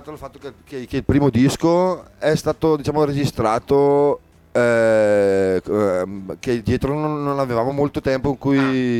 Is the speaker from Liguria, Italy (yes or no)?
no; Lombardy, Italy; now in Brescia, Italy; Io vengo da una valle, la Val Camonica, una valle di montagna, e circa una decina d'anni fa mi sono trasferito a Brescia